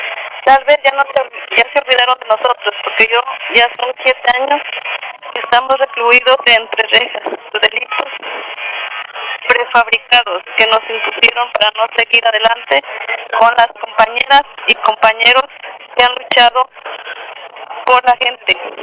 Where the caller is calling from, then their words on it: Tecpan de Galeana, Guerrero, Mexico; Desde el Cerezo de Tetán de Galeana Guerrero, un fraternal saludo para todas las compañeras y compañeros de lucha.